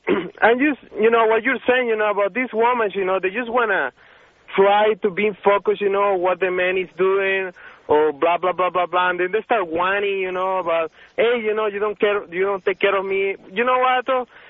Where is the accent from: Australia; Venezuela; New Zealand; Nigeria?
Venezuela; English is a second language; now in United States; I'm a computer engineer, you know. And I'm from Venezuela